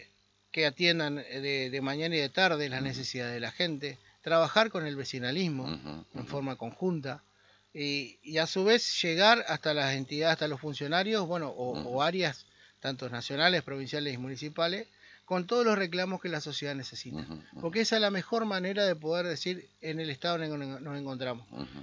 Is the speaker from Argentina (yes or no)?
yes; Argentina; Somos argentinos, hay que salir de adelante.